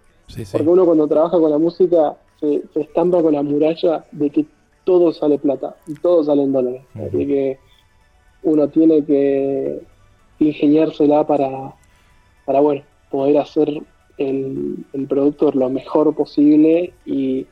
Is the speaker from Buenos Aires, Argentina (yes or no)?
no; Zapala, Neuquén, Argentina; Yo ahora estoy viviendo en la provincia de Neuquén, en la ciudad de Zapala. Estoy, bueno, en una chacra. Soy originariamente... Sí, en Chaco. La curiosidad es